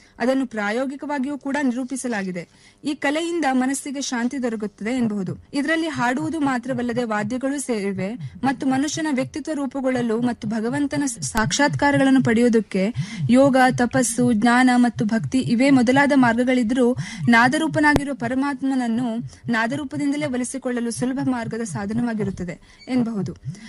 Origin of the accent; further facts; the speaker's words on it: Yellapur, Karnataka, India; ನನ್ನ ಊರು ಉತ್ತರ ಕನ್ನಡ ಜಿಲ್ಲೆ ಯಲ್ಲಾಪುರ.